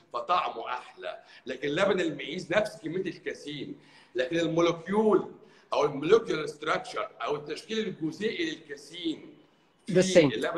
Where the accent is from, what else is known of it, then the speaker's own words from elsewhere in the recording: Egypt; عندنا في مصر